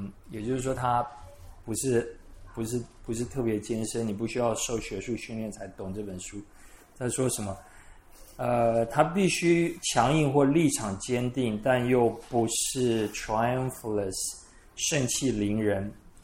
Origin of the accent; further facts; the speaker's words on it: Taiwan; 或者以我们台湾人说以弟兄或姐妹的身份来走天路好了